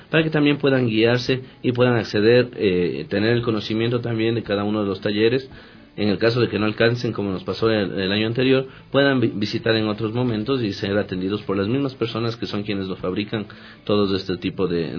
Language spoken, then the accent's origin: Spanish; Quito, Pichincha, Ecuador; siempre y cuando todos, como quiteños y quiteñas, colaboremos, arrimemos el hombro.